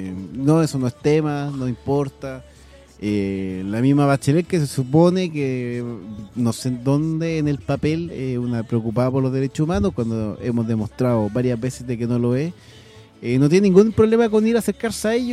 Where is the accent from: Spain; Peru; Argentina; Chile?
Chile; ¿O también como chilenos pensamos que somos el único país que piensa que somos lo único?